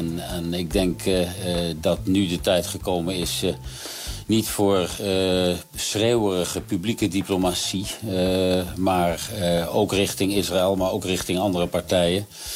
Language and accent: Dutch; Netherlands; Wij zijn als Europeanen en zeker als Nederlanders, het ligt ook in mijn aard om overal op tijd te komen.